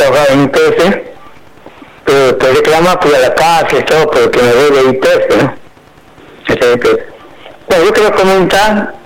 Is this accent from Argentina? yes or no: yes; Argentina; que soy bien nacionalista, que soy argentino